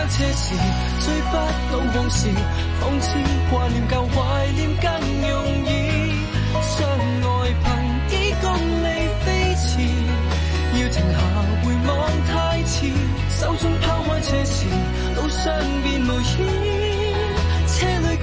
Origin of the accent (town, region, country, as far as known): Hong Kong